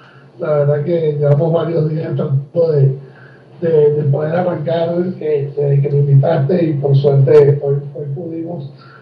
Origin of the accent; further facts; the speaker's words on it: Uruguay; born there; soy uruguayo de nacimiento